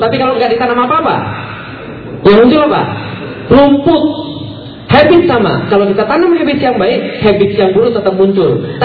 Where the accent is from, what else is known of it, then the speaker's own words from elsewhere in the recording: Palembang, South Sumatra, Indonesia; moved away; also born or lived in Jakarta / Bogor; saya aslinya Palembang, pindah ke Jakarta. Dari Jakarta suruh kuliah ke Bogor.